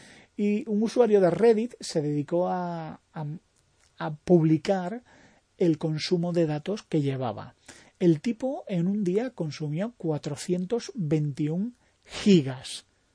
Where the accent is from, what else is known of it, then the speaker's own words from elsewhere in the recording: Spain; no solo somos los españoles los únicos que abusamos